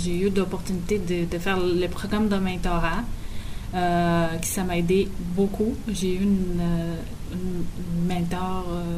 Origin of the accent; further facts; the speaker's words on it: Brazil; French is a second language; moved away as an adult; now in Quebec City, Canada; Bon, moi, je viens du Brésil.